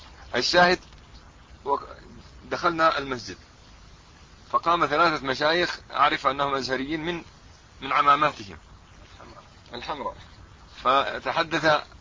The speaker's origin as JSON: {"language": "Arabic", "town": "Ramallah", "region": "West Bank", "country": "Palestine", "said": "ونحن من قضاء رام الله"}